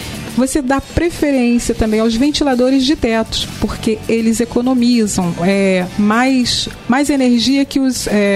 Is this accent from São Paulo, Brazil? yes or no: no; Rio de Janeiro, Brazil; da minha terra, lá de Pilares